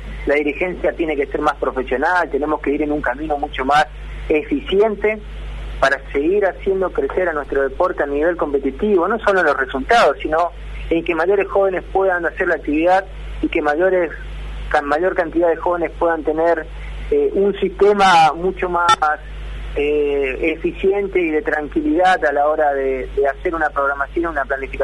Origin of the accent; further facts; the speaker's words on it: Argentina; un equipo realmente que nos siga haciendo sentir orgulloso como argentino a la hora de competir